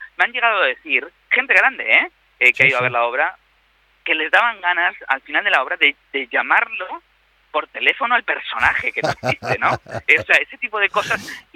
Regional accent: Spain; now in Argentina; los que estamos fuera de nuestro país, siendo españoles y argentinos

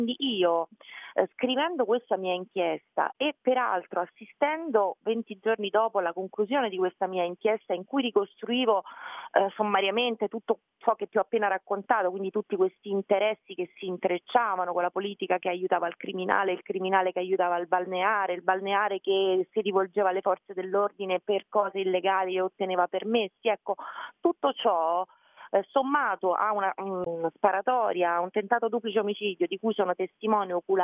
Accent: Ostia, Lazio, Italy; io sono nata e cresciuta peraltro a Ostia

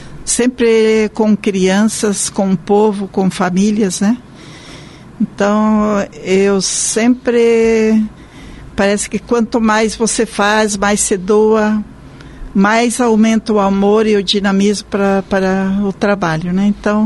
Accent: Joinville, Santa Catarina, Brazil; Bem, eu sou natural de Santa Catarina, com muito orgulho, de Joinville. E estou na vida consagrada há 62 anos, completarei 80 anos em dezembro.

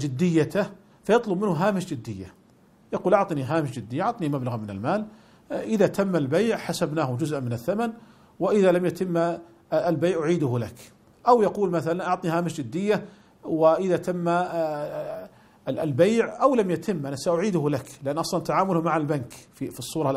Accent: Saudi Arabia; ولذلك كانت قديما عندنا في المملكة العربية السعودية ما كانت تسمى صورا

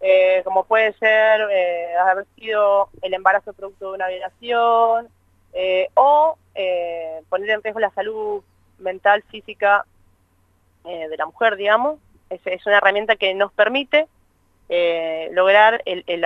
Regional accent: Argentina; el cambio de coyuntura, digamos, que nos está atravesando ahora como argentinas y argentinos

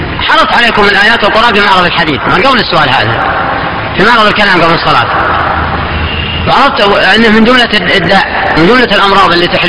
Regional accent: Najd, Saudi Arabia; كان عندنا في نجد ما يكون له مقالة في قضاء ولا امامة مسجد

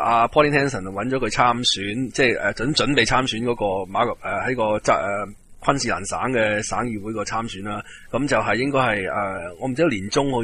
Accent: Hong Kong; 会唔会即系捞埋我哋香港人

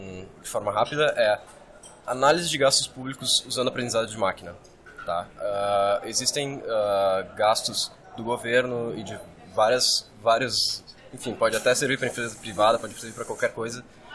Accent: Porto Alegre, Rio Grande do Sul, Brazil; sou de Porto Alegre, de lá mesmo

